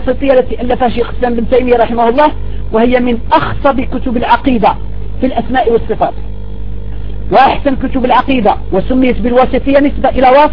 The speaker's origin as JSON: {"language": "Arabic", "country": "Algeria", "said": "فها نحن ندرس هذه الكتب في بلادنا الجزائر والحمد لله"}